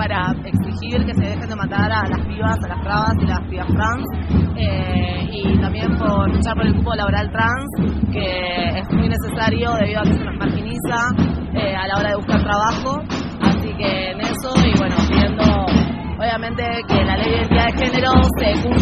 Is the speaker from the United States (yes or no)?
no; Buenos Aires Province, Argentina; Yo soy de zona oeste, de Villa Cutreaba.